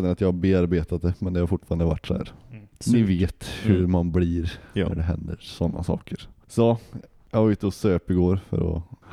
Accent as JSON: {"language": "Swedish", "town": "Åmål", "region": "Västra Götaland County", "country": "Sweden", "tie": "born or raised there", "said": "Jag har varit mycket hemma i Åmål och hängt med farsan."}